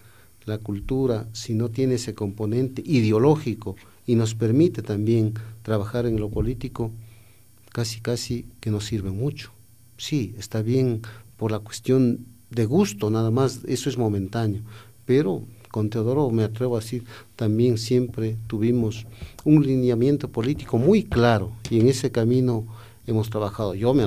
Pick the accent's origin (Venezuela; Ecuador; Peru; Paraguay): Ecuador; Machachi, Pichincha; yo vengo del Cantón Mejía, soy exactamente de Machachi